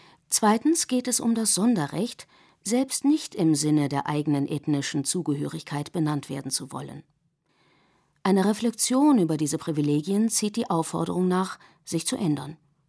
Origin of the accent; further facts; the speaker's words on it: Germany; German is a second language; also born or lived in United States; Ich bin eine Amerikanerin, die in Deutschland aufgewachsen ist und den Großteil ihres Lebens hier verbracht hat. Obwohl ich in den USA geboren bin und nur die amerikanische Staatsbürgerschaft besitze, obwohl meine Muttersprache nicht Deutsch ist